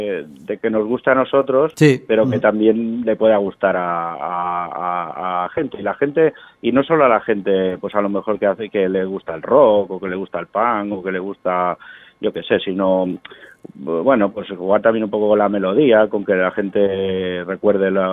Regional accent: Vila-seca, Catalonia, Spain; Nosotros somos de Vilaseca, de aquí a poquitos kilómetros de Tarragona

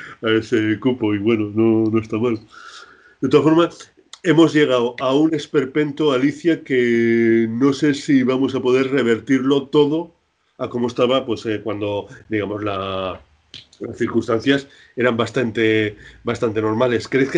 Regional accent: Huesca, Aragon, Spain; Yo soy de Huesca y, bueno, sigo las noticias con Huesca

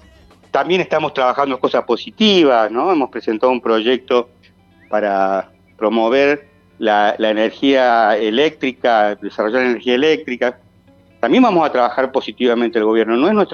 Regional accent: Villa Carlos Paz, Córdoba, Argentina; O sea, yo soy de Carlos Paz y viajo todos los días.

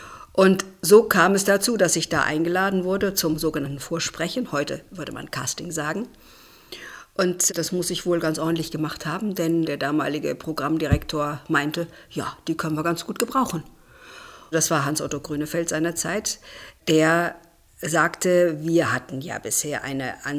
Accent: Biedenkopf, Hesse, Germany; also born or lived in Siegen; Aufgewachsen bin ich im Hessischen, in der Nähe von Marburg, also in Biedenkopf, eine kleine Stadt, wo ich auch zur Schule gegangen bin und wo ich eine sehr behütete und schöne Kindheit hatte.

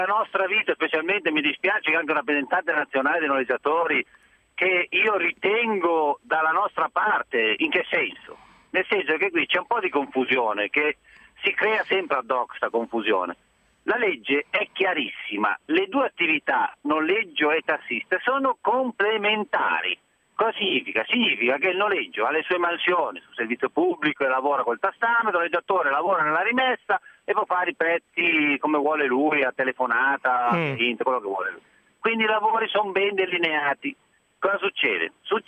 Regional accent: Milan, Lombardy, Italy; io sono di Milano

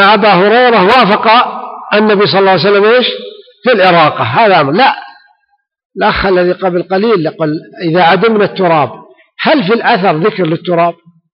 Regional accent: Ha'il, Ha'il Province, Saudi Arabia; ويسمى عندنا في حائل البس.

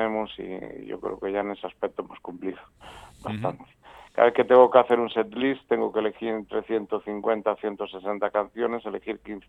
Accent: Galicia, Spain; teniendo en cuenta que somos gallegos, para llegar a cualquier lado tenemos que salir un día antes casi.

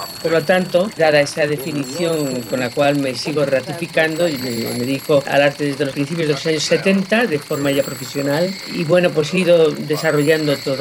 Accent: Las Palmas de Gran Canaria, Canary Islands, Spain; born there; now in Madrid, Spain; Yo soy nacida en Las Palmas de Gran Canaria, aunque he vivido en muchos sitios, y en Madrid desde mediados de los años 50, aunque siempre estuve muy ligada a Madrid por mis estudios de piano

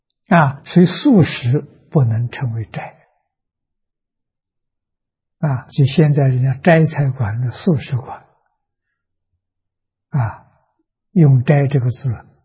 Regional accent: China; 我们中国人讲午时，上午11点到下午1点，这2个小时。

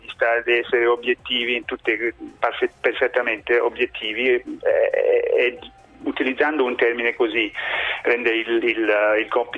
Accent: Tuscany, Italy; Io fra l'altro sono senese grossetano

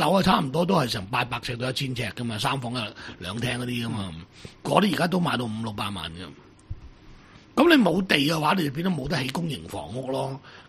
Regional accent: Cuiheng, Guangdong, China; 就我家乡嗰边，就填海填出嚟，就将澳门一啲中小企业啊、加工业啊，全部就搬晒翠亨。

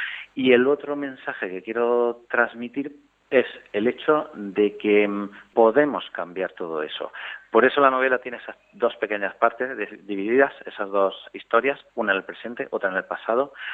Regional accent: Almería, Andalusia, Spain; Fue aquí en mi tierra, en Almería

